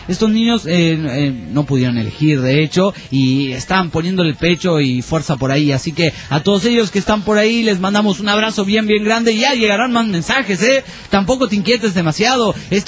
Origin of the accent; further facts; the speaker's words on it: Chihuahua, Mexico; de Chihuahua, México.